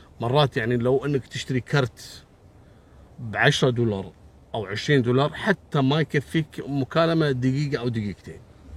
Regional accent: Kuwait; في عندنا بالكويت هني منطقتين غالبية العمالة الوافدة

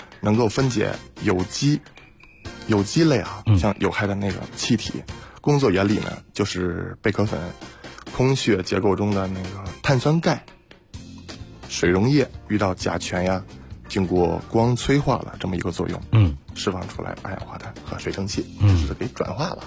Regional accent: China

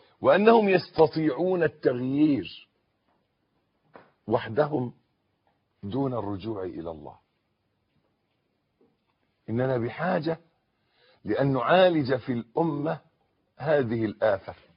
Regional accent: Egypt; accent: Egyptian; ودائما عندنا في لهجتنا المصرية معروف أن كلمة مولد أن يختلط الحابل بالنابل

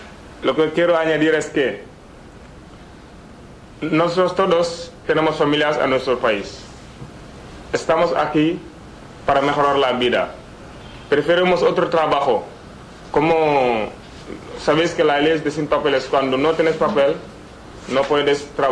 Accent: Senegal; now in Spain; soy de Senegal, llevo menos de 2 años en España.

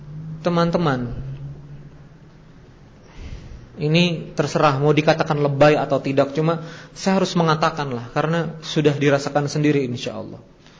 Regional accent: South Kalimantan, Indonesia; Wah, apalagi saya orang Banjar tuh. Kalau gak asin repot.

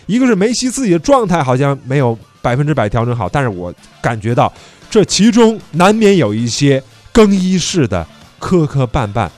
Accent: China; 我们中国人讲究说，哎，属牛的特别倔

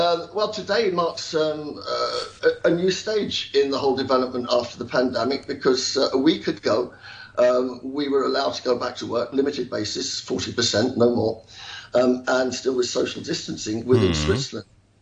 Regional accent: England, United Kingdom; now in Hong Kong; as an Englishman and with my friends out here

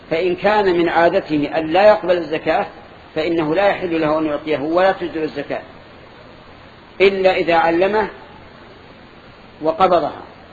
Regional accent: Saudi Arabia; وأتكلم أنا عن بلادنا السعودية والحمد لله

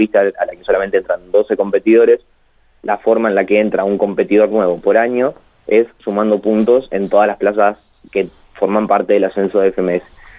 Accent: La Pampa, Argentina; Sabemos que somos de La Pampa, que es una provincia que, si bien está muy bien posicionada a nivel nacional, es chica

